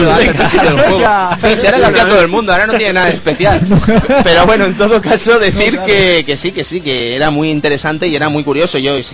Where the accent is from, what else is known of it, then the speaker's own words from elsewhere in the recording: Catalonia, Spain; Ojo, soy catalán, ¿vale?